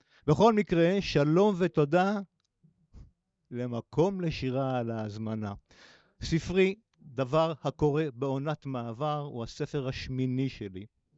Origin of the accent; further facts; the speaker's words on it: Jerusalem, Jerusalem District, Israel; אני אקדים ואומר שגרתי בשכונת קטמון הישנה פה בירושלים, אבל גם נולדתי בה.